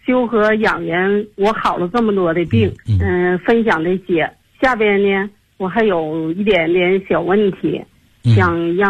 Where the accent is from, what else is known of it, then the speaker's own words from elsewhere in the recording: Tianjin, China; 我来自天津河西区，